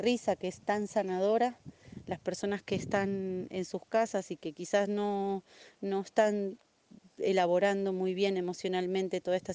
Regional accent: Argentina; now in Costa Rica; soy payasa, titiritera, gestora cultural y soy argentina, viviendo en Costa Rica hace más o menos unos 3 años.

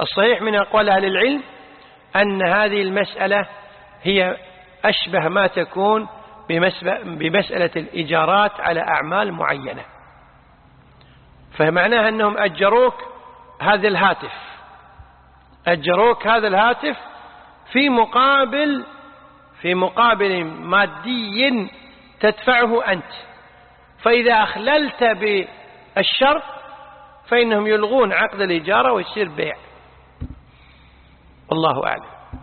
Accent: Kuwait; عندنا بالكويت

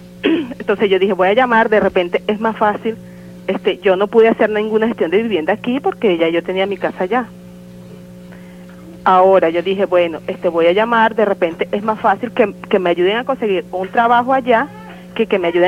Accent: Guarenas, Miranda, Venezuela; Bueno, no. Yo soy de aquí de Guarena.

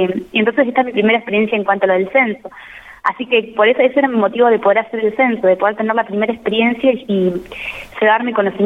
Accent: Argentina; Yo no soy de acá de La Ahumada, soy de Altachiri. Entonces es un paisaje, un lugar completamente diferente al que yo estoy acostumbrada.

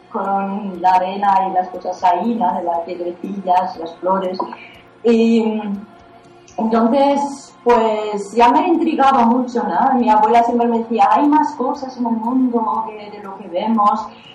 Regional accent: Germany; moved away; Bueno, pues me fui de Alemania muy joven, básicamente porque estaba un poco insatisfecha con la vida que llevaba.

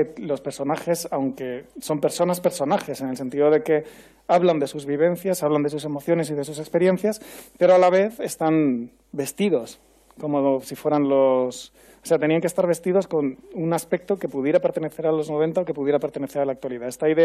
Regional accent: Murcia, Region of Murcia, Spain; Yo soy de Murcia

